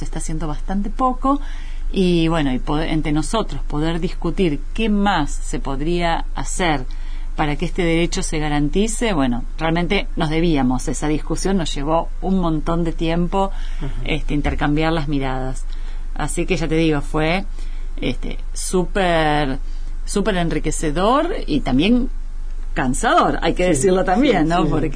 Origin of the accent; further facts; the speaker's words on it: Argentina; en países, no solo como Argentina, que tenemos muchas comunidades, bueno, collas principalmente en el norte del país